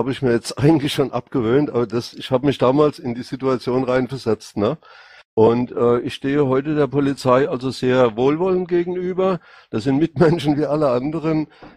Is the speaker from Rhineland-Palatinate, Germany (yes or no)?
yes; Rhineland-Palatinate, Germany; accent: Rhenish Hessian; Mein Dialekt ist aus Rheinhessen. Okay. Ja, also eine Mischung aus Hessisch und Pfälzisch.